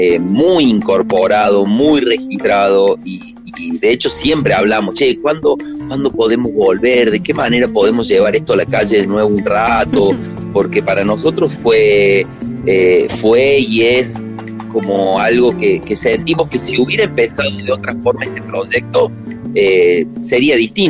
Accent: Córdoba, Argentina; somos una banda cordobesa, de cordobeses, en Córdoba, al sur del mundo

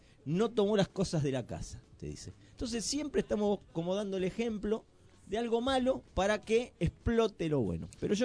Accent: Argentina; porque somos argentinos y si no fuéramos argentinos, ¿de qué país seríamos?

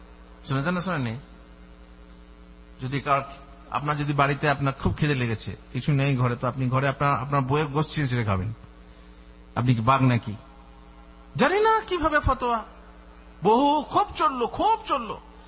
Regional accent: India; আমি হচ্ছি ইন্ডিয়ান লোক, তো আমি বাংলাদেশের এনজিও সম্পর্কে কি জানবো?

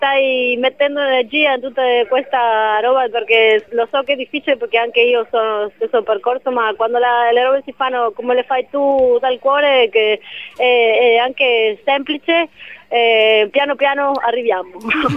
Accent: Argentina; now in Venice, Italy; sono argentina.

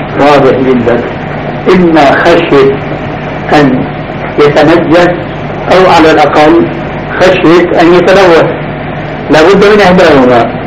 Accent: Damascus, Damascus Governorate, Syria; مرة صاحبني شاب دمشقي مثلي

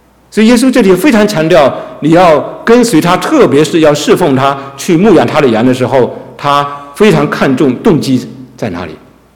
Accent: China; 但是我中国人说重要的事情就要说三次嘛，

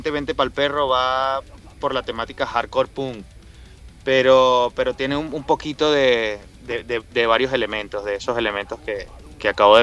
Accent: Caracas, Capital District, Venezuela; moved away; somos emigrantes, estamos dejando nuestra tierra. Somos emigrantes de Venezuela, de Caracas, del Caribe.

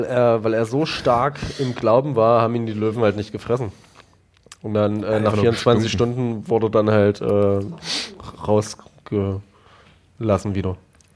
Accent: Eisenach, Thuringia, Germany; Und dabei komme ich ja aus der Stadt, wo der das übersetzt hat.

